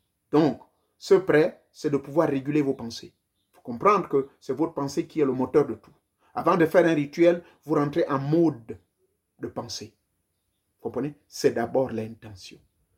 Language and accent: French; Gabon; born there; comme je suis né au Gabon